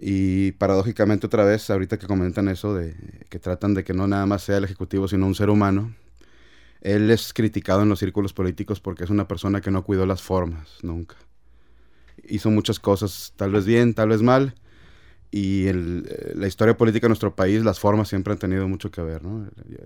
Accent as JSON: {"language": "Spanish", "country": "Mexico", "said": "La nación, otra vez, somos los mexicanos, las personas."}